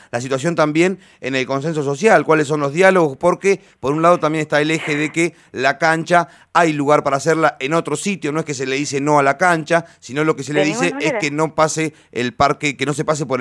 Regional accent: Necochea, Buenos Aires Province, Argentina; yo vengo de Necochea, soy de allá

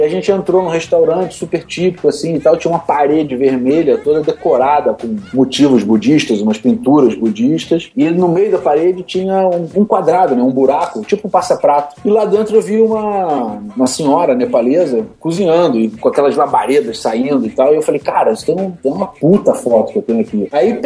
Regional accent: Brazil; Eu falei, parceiro, eu não sou italiano, eu sou do Brasil.

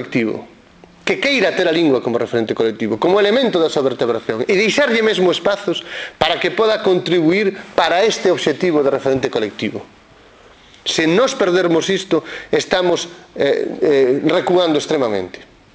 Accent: Galicia, Spain; e que creo, como galego, en fin, como irredentista deste punto de vista que me considero

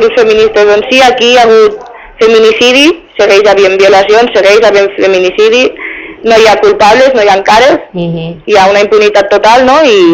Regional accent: Catalonia, Spain; i jo, pues, soc de Catalunya, no? Vaig néixer allí, i allí parlem un altre idioma, i també es parla el castellà, no?

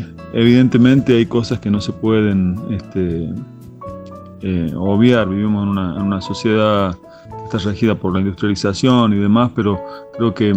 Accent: La Rioja, Argentina; born there; now in Cuesta Blanca, Argentina; soy compositor, cantautor, riojano por nacimiento, cordobés por adopción. Vivo en Cuesta Blanca, en la Sierra de Córdoba, al sur del Valle de Punilla.

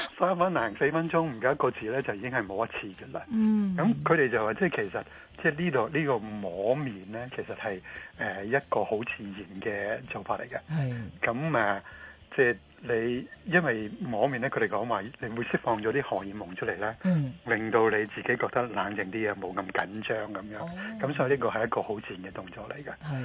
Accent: Hong Kong; 我哋香港人

